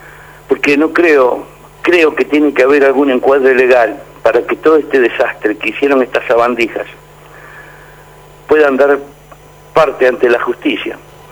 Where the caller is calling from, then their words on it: Buenos Aires, Argentina; de la Boca.